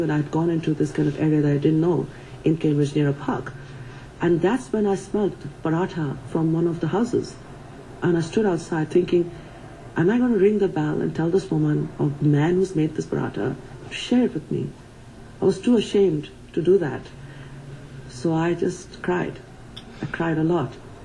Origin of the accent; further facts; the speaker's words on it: Kolkata, West Bengal, India; Because, you know, I grew up in Calcutta, where, you know, it's beautiful and green the whole year round.